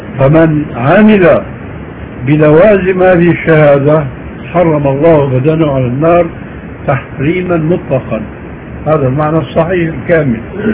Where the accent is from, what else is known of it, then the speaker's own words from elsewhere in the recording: Syria; عندنا في سوريا